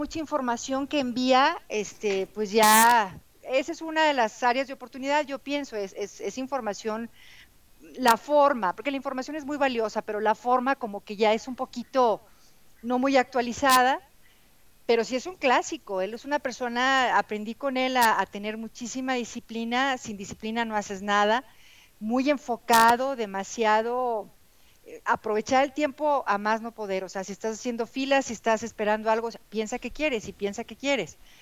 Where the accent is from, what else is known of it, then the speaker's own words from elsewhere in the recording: Mexico; soy de México, tengo un audiolibro